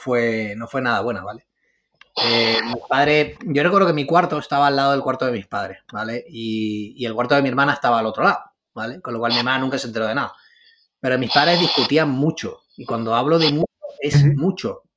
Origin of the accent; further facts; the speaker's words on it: San Cristóbal de La Laguna, Canary Islands, Spain; la laguna de Tenerife. Yo nací allí, crecí allí y soy de allí.